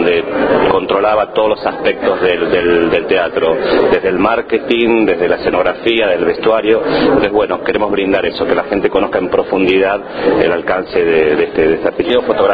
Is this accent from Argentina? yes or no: yes; Argentina; now in Madrid, Spain; la fundación tiene sede en Madrid, hace 13 años que estamos trabajando desde Madrid, digamos que es nuestra base de operaciones, pero soy argentino